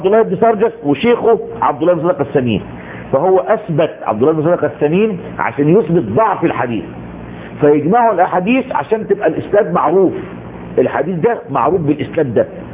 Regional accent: Egypt; وكان قديما عندنا في مصر ويسمى علم الوجادة

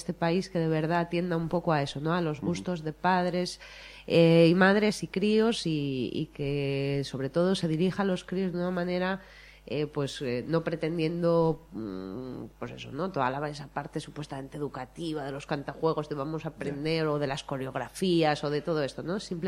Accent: Asturias, Spain; first language Asturian; haciéndolo en asturiano para que ellos sí, claro, sí tengan referencias musicales en nuestra lengua materna.

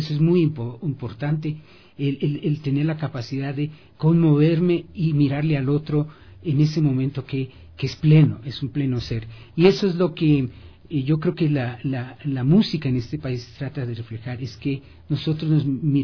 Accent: Ecuador; que es parte de lo que somos los ecuatorianos

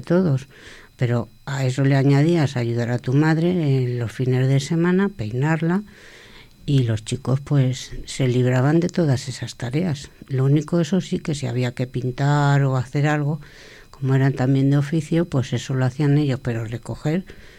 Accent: Madrid, Community of Madrid, Spain; born there; Yo nací en Madrid y bueno, me he jugado con mis hermanos.

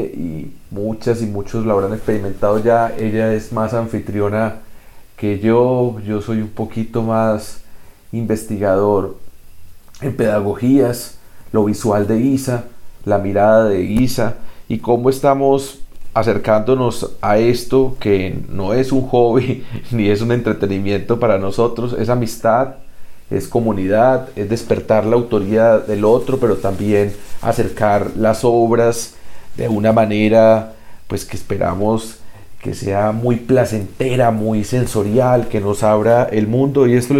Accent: Colombia; porque somos colombianos y colombianas, la mayoría

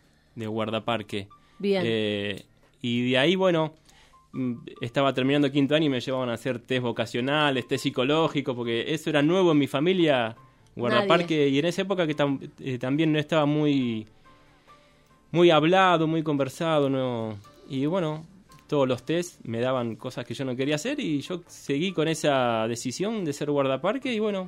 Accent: Merlo, Buenos Aires Province, Argentina; Yo soy de Buenos Aires, de Merlo, de la provincia de Buenos Aires.

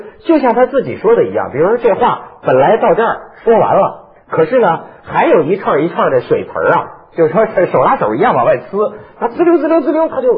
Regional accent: Shijiazhuang, Hebei, China; 你看我小时候在石家庄长大

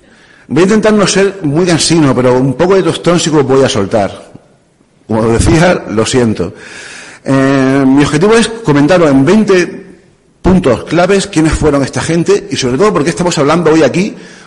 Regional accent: Aguadulce, Andalusia, Spain; estaba andando un domingo andando por la mañana por el paseo marítimo en plan pureta de mi pueblo, de Agua Dulce, de Almería

